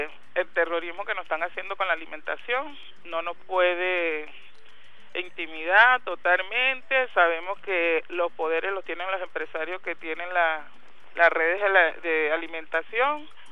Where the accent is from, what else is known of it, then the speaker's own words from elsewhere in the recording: Carúpano, Sucre, Venezuela; que es mi tierra donde nací. Y orgullosa de nuestro montesino, como nos dicen allá.